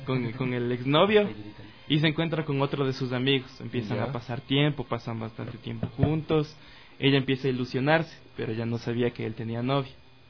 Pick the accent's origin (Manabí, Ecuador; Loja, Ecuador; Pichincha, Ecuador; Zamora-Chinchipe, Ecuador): Pichincha, Ecuador; Cumbayá; nosotros somos del Valle en general, somos de por ahí, yo soy de Cumbayá